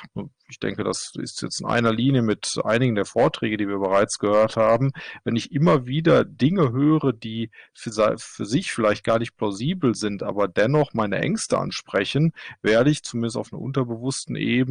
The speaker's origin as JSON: {"language": "German", "country": "Germany", "lives_now": "Norway", "said": "Ich bin Deutscher, arbeite allerdings in Norwegen."}